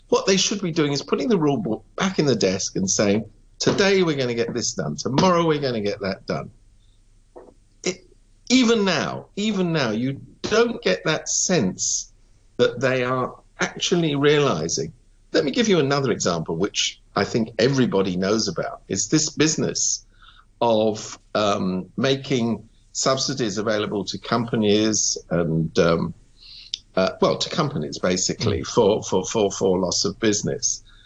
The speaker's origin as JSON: {"language": "English", "country": "United Kingdom", "lives_now": "Hong Kong", "said": "I have to admit, I come from Britain."}